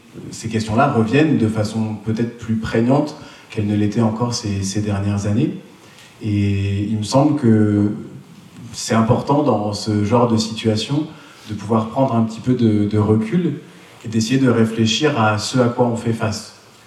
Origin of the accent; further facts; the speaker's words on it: Normandy, France; Donc je suis normand d'origine